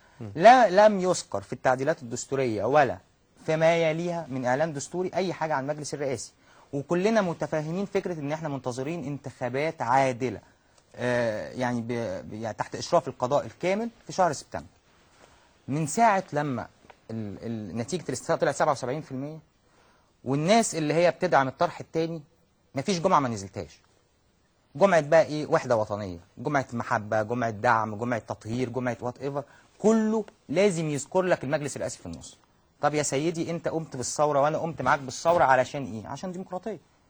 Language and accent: Arabic; Egypt; لو انا حضرتك انا واحد مصري